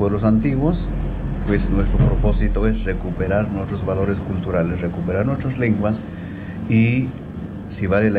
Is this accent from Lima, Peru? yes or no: no; Cunurana Bajo, Puno, Peru; Yo soy originario de una comunidad campesina que se llama Cunurana Bajo. Esto corresponde al distrito de Santa Rosa, provincia de Melgar, departamento de Puno. Pero desde los 3 años de edad vivo en el Cusco, específicamente en el distrito de Sicuani.